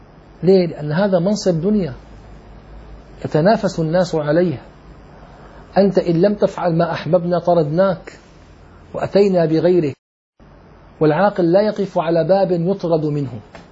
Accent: Damascus, Damascus Governorate, Syria; أنا كان عمري تقريبا 18 سنة، دخلت إلى مسجد عندنا في دمشق

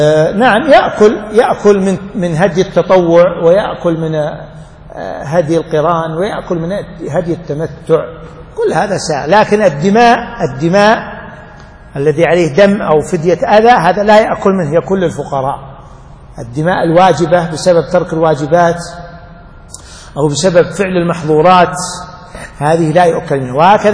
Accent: Najd, Saudi Arabia; والحري يعني قليل عندنا في نجد

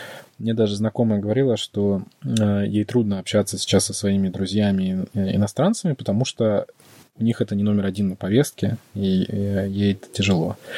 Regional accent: Russia; и да, я из России

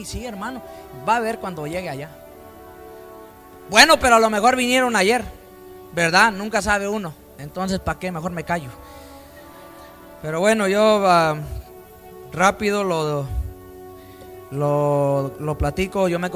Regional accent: California, United States; en mi tierra, en California, ¿verdad? En Los Ángeles, por allá en el área de San Bernardino.

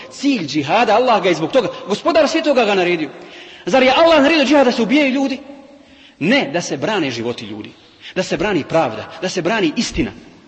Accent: Bosnia & Herzegovina; kao što je danas situacija kod nas u Bosni

